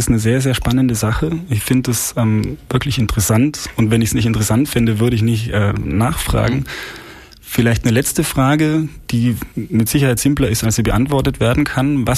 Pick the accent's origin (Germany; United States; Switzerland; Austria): Austria; Ja, ich als Österreicher muss leider sagen, es war mal Deutschland.